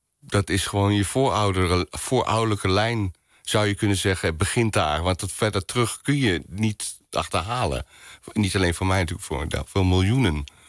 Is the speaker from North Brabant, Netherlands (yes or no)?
yes; Boxtel, North Brabant, Netherlands; Nou, je gaat het niet geloven, maar ik ben in Bokstel geboren.